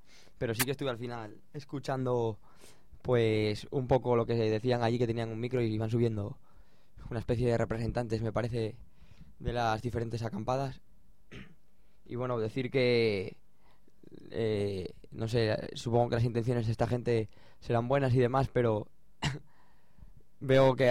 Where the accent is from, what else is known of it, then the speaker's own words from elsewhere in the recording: Avilés, Asturias, Spain; se dio en Avilés, que es de donde soy yo